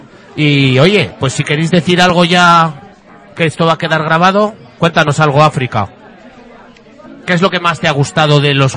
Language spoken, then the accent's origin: Spanish; Burgos, Castile and León, Spain; Que yo es que como soy de un poco más al norte, soy de Burgos